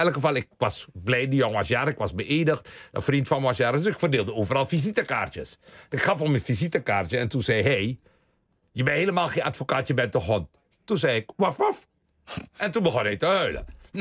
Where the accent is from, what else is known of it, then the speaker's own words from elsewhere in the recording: Suriname; Dus ik ben opgegroeid in Suriname. Mijn grootouders komen uit India. Ik zie eruit zoals ik er zie.